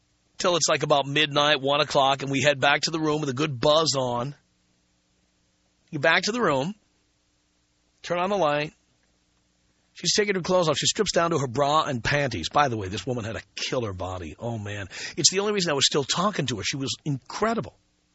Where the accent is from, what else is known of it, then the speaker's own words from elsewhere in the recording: New York City, New York, United States; We're 150 miles from Manhattan. I grew up in New York City.